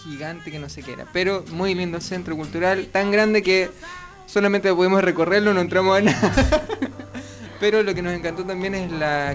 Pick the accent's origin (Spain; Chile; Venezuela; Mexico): Chile; now in Argentina; con nosotros venimos desde Chile, ¿cierto?